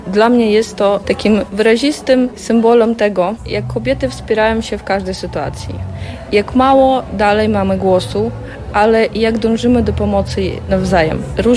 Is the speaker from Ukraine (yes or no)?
yes; Ukraine; now in Przemyśl, Poland; jestem uchodźczyni z Ukrainy.